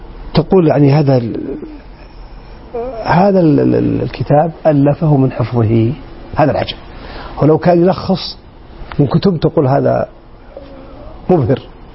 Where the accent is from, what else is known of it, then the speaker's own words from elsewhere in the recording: Saudi Arabia; وليس فقط في الداخل عندنا في السعودية بل في العالم عموما